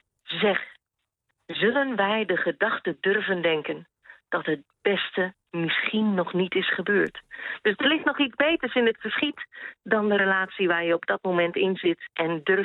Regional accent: Netherlands; now in Sweden; op het moment dat je hier zegt van nou, ik kom uit Nederland

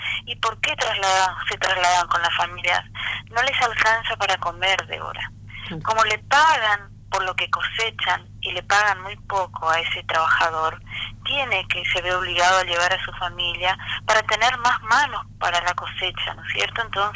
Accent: Oberá, Misiones, Argentina; Yo soy de Oberá. Oberá es la segunda ciudad de la provincia de Misiones, donde está la mayor producción de yerba mate. Vengo de un barrio de familias tareferas, ¿no? O sea, el barrio 100 hectáreas.

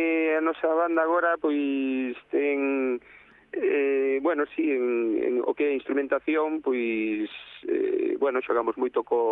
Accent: Vigo, Galicia, Spain; Somos de Vigo

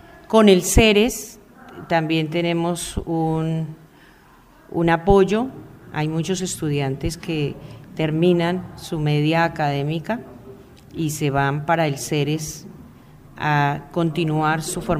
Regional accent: Ubaque, Cundinamarca, Colombia; Yo soy natural de Ubaque, he vivido y trabajado siempre en Ubaque, pues en mis inicios trabajé en Medina, trabajé en Guayabetal, pero luego definitivamente en Ubaque.

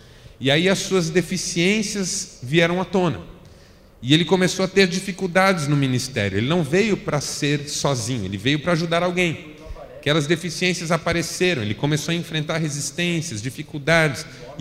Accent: São Paulo, Brazil; also born or lived in Marília; eu fui para Marília com 18 anos, era solteiro ainda, meus pais estavam saindo de São Paulo em função de uma transferência da minha mãe.

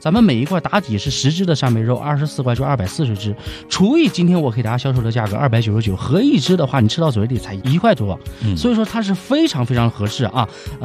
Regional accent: Dalian, Liaoning, China; 用我们大连话太瘦了

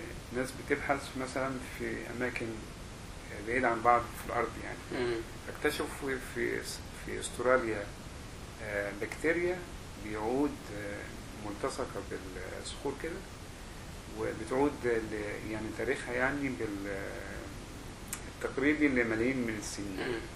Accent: Egypt; moved away as an adult; انا مبسوط ان انا يعني وانا خرجت من مصر في فتره كانت جميله

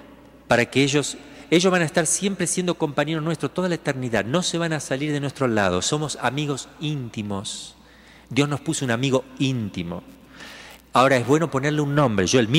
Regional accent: Argentina; pero soy argentino.

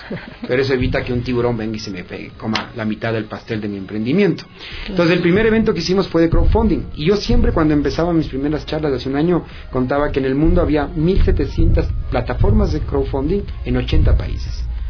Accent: Ecuador; por qué digo que somos bacanos los ecuatorianos?

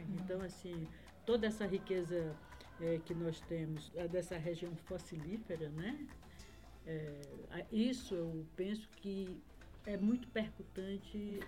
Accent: Feijó, Acre, Brazil; eu sou do Acre, mas eu sou assim, mais cearense do que vocês, né? Porque eu digo que eu sou uma cearense indo e voltando, porque meu pai era cearense, meus avós maternos eram cearenses

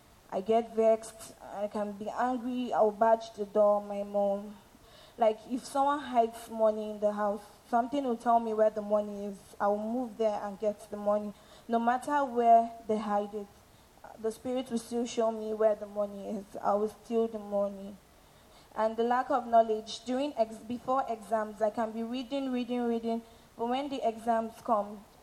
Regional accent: Edo, Nigeria; now in Abuja, Nigeria; I'm from Edo State, but I reside in Abuja. I'm a student.

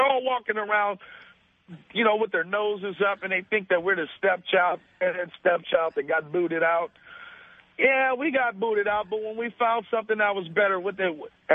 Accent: Los Angeles, California, United States; I'm from Los Angeles.

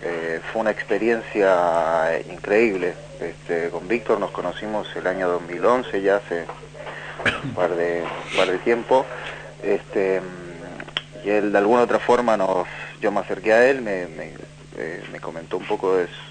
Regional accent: Chile; now in Argentina; Yo vengo de Chile, soy director chileno

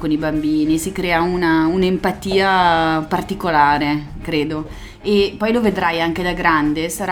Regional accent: Genoa, Liguria, Italy; noi genovesi siamo un po'...

